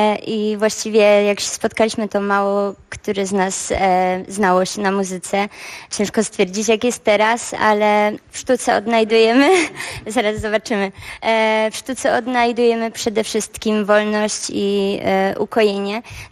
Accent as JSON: {"language": "Polish", "town": "Katowice", "region": "Silesian Voivodeship", "country": "Poland", "said": "My przyjechaliśmy z Katowic, ze Śląska jesteśmy."}